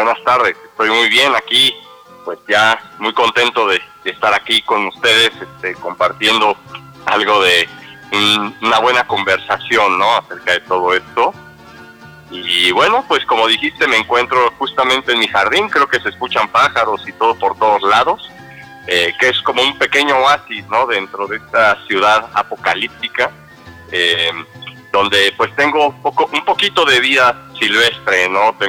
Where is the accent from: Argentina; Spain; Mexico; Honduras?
Mexico; forjar un reconocimiento hacia lo que es mi identidad como mexicano